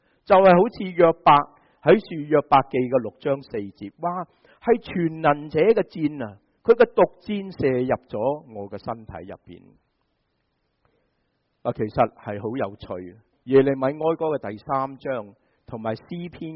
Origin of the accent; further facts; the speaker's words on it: China; 这个就好像我们中国人说被人唱衰晒